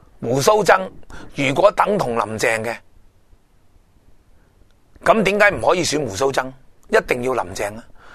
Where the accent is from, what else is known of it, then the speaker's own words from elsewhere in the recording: Hong Kong; 我哋香港人一人一票亦都系无关痛痒